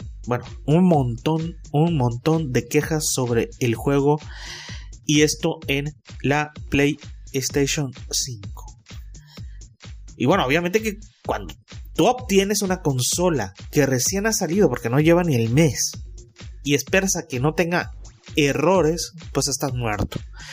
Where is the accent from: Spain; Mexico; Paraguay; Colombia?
Mexico; Como buen mexicano, al último todo, y no alcancé